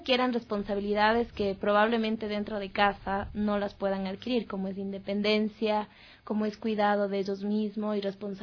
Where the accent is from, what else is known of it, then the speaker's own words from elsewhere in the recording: Ambato, Tungurahua, Ecuador; Sí, soy ecuatoriano y probablemente, bueno, yo soy de Ambato